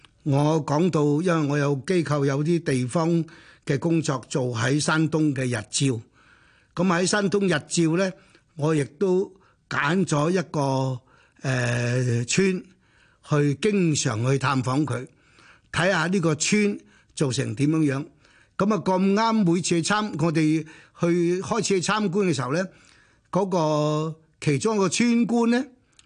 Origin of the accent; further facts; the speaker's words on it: Hong Kong; accent: Hong Kong; 咁我係香港嚟嘅，咁於是我哋就廣東話溝通，即係用香港話溝通。